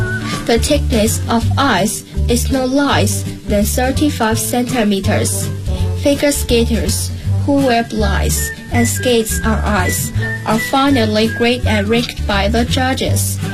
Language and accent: English; Beijing, China; English is a second language; I'm from Class 2, Grade 5, 三里河 No. 3 Primary School, 北京西城 District.